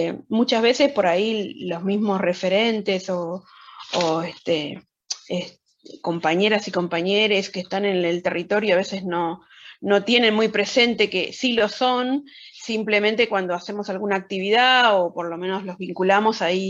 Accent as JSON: {"language": "Spanish", "town": "Moreno", "region": "Buenos Aires Province", "country": "Argentina", "said": "nosotros somos de Cuartel Quinto, de Moreno, Buenos Aires, conurbano, para algunos."}